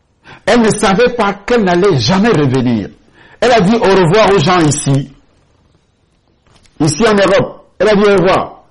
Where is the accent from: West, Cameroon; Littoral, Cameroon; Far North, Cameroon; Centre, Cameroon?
Centre, Cameroon; Akonan; Parce que je suis d'Akonan, pour ceux qui connaissent le Cameroun.